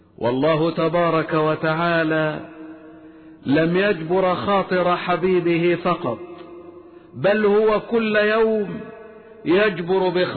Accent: Egypt; واحفظ بلدنا مصر واجعلها سخاء رخاء وسائر بلاد المسلمين

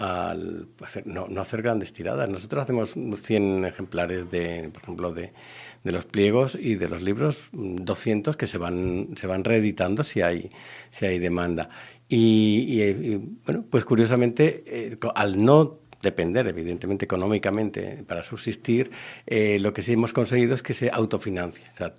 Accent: Valencia, Valencian Community, Spain; los años en los que yo vivía en Valencia. Yo soy valenciano, vivía hasta allí, hasta el año 91.

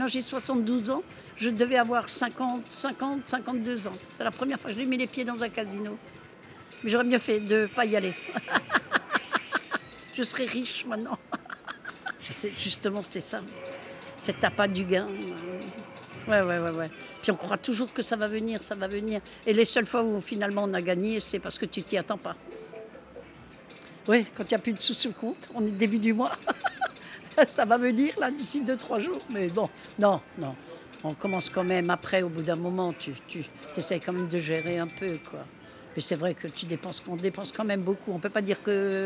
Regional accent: Strasbourg, Grand Est, France; Parce que nous, on vient de Strasbourg.

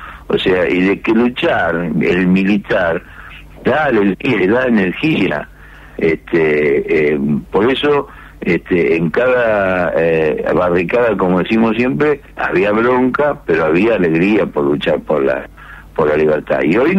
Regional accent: Santa Fe, Argentina; yo soy de Santa Fe, pero yo me siento rosarino

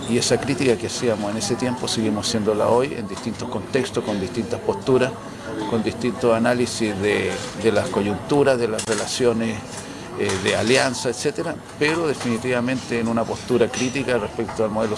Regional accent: Tocopilla, Antofagasta, Chile; also born or lived in Concepción; Yo soy un tocopillano penquista, aquí me formé políticamente

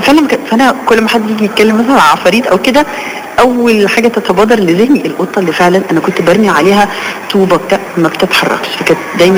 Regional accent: Alexandria, Alexandria Governorate, Egypt; مولودة في اسكندرية وعايشة طول عمري في اسكندرية

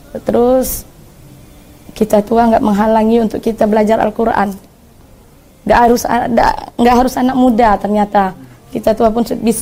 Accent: Jambi, Indonesia; asal dari Kota Jambi. Saya lahir 19 Desember 1979.

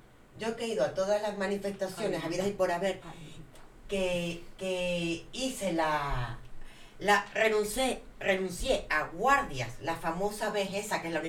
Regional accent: Canary Islands, Spain; va a estar en mi pueblo, en Tenerife, llevando sol.

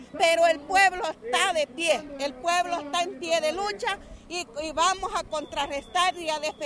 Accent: El Paisnal, San Salvador, El Salvador; yo vengo del Painal y venimos de Tacachico, venimos de Aguilares y venimos de Guazapa

